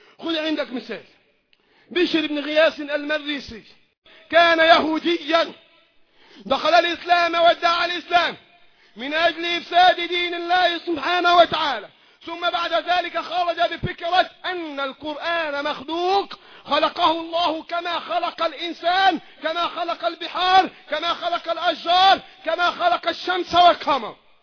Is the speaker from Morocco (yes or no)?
no; Egypt; الذين يريدون إعادة الحكم في بلادنا مصر